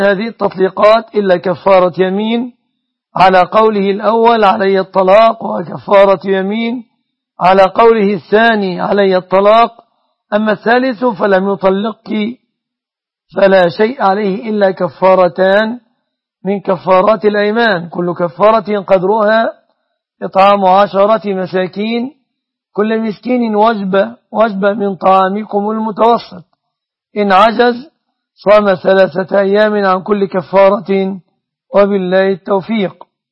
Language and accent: Arabic; Egypt; أما الوضع عندنا في مصر فعلى النحو المذكور